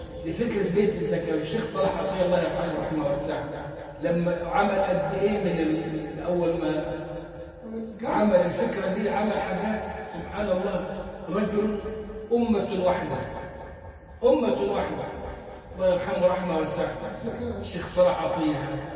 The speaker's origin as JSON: {"language": "Arabic", "country": "Egypt", "said": "وكانت فكره موجوده عندنا في مصر"}